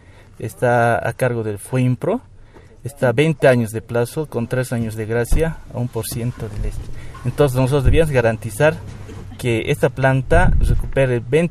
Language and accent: Spanish; La Paz, Bolivia; Yo soy paceño, me he formado en la Escuela Militar de Ingeniería de La Paz, en la carrera de Ingeniería Industrial.